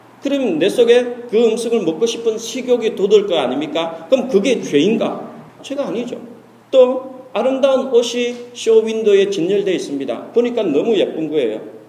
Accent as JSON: {"language": "Korean", "country": "South Korea", "said": "뭐 대한민국 사람으로서 약간의 자부심도 있기는 하지만"}